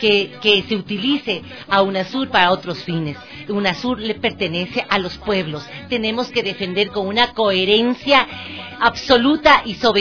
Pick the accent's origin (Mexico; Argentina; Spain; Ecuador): Ecuador; como ecuatorianos